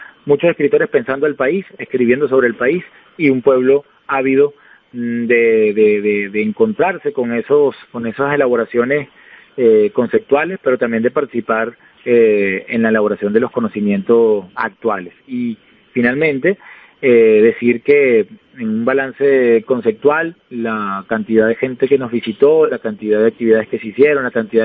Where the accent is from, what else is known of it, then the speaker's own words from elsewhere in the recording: Venezuela; construir a partir de nuestra historia como venezolanos un posible para la venezolanidad